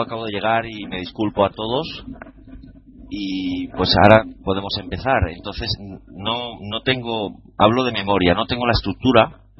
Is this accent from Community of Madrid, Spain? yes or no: yes; Madrid, Community of Madrid, Spain; de Madrid, facilitador.